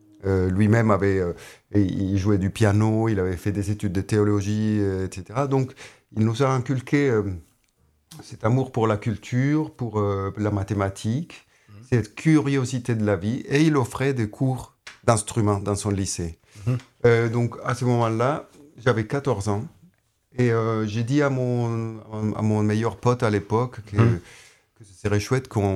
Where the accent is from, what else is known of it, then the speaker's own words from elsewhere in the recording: Bogotá, Colombia; French is a second language; Oui, j'ai grandi à Bogota.